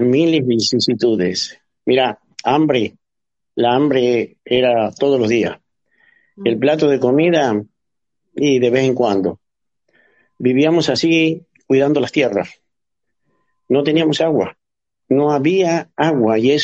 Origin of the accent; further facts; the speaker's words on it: Caburé, Santiago del Estero, Argentina; a ustedes de nuestro querido Caburé que yo amo. Nunca me quise retirar de ahí, nunca quise abandonar mi pueblo